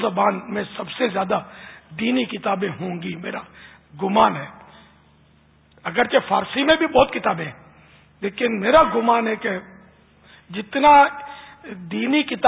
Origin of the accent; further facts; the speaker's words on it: Karachi, Sindh, Pakistan; born there; میں تو یعنی کٹر پاکستانی ہوں, کہ میں اصلاً نسلاً یوں کہتے ہیں کہ میری پیدائش جو ہے نا یہ باب المدینہ ہوئی, کراچی میں ہوئی ہے, میری جائے ولادت, میرا برتھ پیلس کراچی ہے پاکستان, میں یوں پاکستانی ہوں.